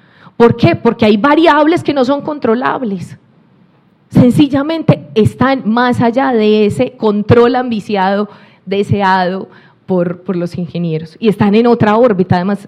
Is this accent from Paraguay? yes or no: no; Colombia; en el río Cauca, en el cañón del río Cauca de donde vengo, que es un cañón muy profundo, muy inclinado, muy bello para nosotros